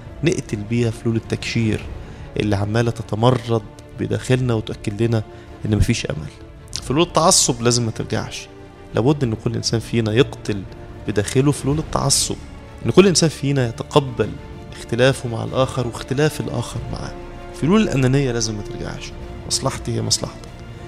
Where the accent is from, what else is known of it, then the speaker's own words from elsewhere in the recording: Egypt; بدأنا نتشكك كمصريين في قدرتنا في التغلب على الأزمة